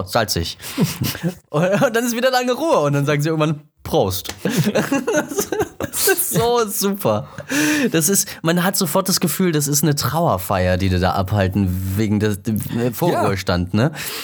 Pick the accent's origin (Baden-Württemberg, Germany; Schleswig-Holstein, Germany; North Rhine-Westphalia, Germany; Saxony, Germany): Saxony, Germany; Leipzig; ich bin halt in Leipzig aufgewachsen und dann ist man da irgendwie so ein bisschen rumgekommen